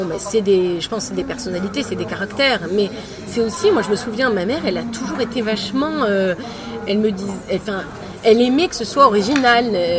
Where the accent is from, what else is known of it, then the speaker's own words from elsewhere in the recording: Aix-en-Provence, Provence-Alpes-Côte d'Azur, France; Ouais, je suis d'Aix-en-Provence.